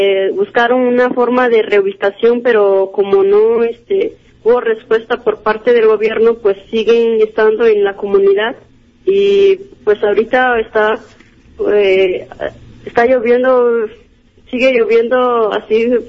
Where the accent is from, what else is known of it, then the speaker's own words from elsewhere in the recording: San Marcos, Guerrero, Mexico; soy estudiante de la Universidad Pedagógica Nacional, soy originaria de la comunidad de San Marcos, municipio de Metlatón, ejido de Citlaltepec.